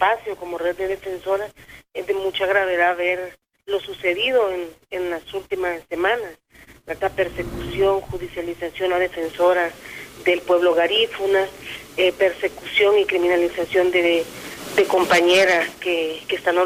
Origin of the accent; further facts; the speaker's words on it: Honduras; este gobierno en el que estamos sumidos como hondureños